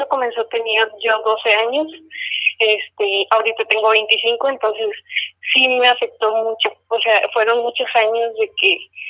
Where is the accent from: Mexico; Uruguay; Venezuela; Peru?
Mexico; Monterrey, Nuevo León; now in Mexicali, Mexico; Bueno, pues realmente yo no soy de aquí. Yo soy de Monterrey.